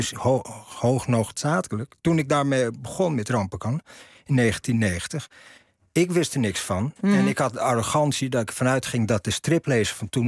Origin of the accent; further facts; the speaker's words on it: Amsterdam, North Holland, Netherlands; born there; Ik kom natuurlijk in Amsterdam. Ik ben in Amsterdam geboren